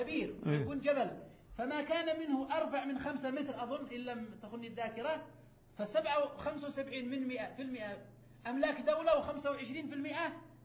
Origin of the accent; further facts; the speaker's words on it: Yemen; المتعارف عليه عندنا في اليمن